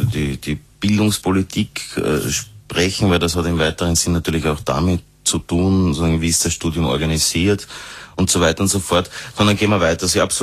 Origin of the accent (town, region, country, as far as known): Austria